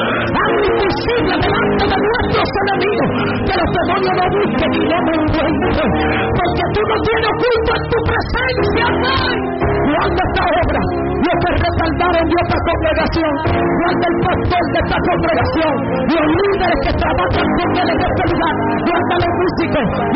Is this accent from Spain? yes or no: no; Colombia; Tengo días predicando, yo vine de Colombia y no he cansado.